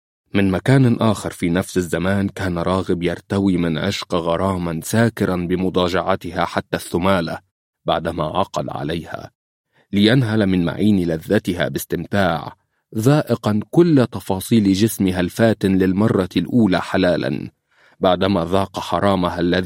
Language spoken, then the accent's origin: Arabic; Libya; ويمكن عندنا مشاكل لكن عندنا في ليبيا من يصدها ويقاوم الظلم